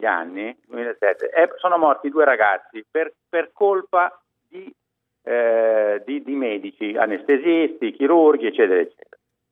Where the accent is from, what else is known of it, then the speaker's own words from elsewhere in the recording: Gallarate, Lombardy, Italy; born there; io sì sono nato a Gallarate in tempo di guerra per sbaglio, sono figlio di abruzzese madre e calabrese padre